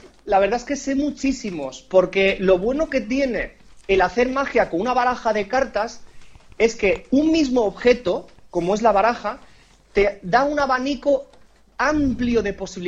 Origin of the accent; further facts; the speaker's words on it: Palma de Mallorca, Balearic Islands, Spain; born there; yo nací en Mallorca, en Palma de Mallorca, que sabéis dónde está